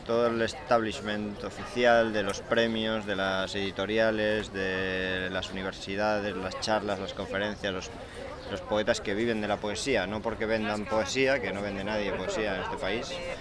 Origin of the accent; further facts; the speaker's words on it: Asturias, Spain; moved away; cuando vives en Asturias, que yo soy de Asturias, y viví en Asturias hasta hace 10 años